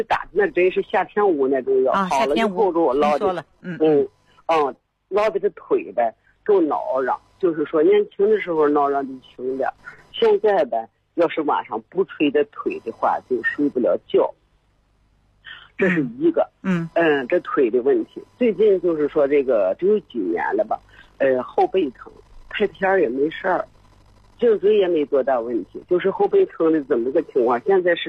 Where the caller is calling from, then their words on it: Baoding, Hebei, China; 我是保定的。